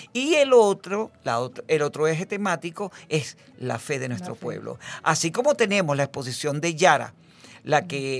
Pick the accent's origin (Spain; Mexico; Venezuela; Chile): Venezuela; Como lo somos todos los venezolanos, que somos así, dadores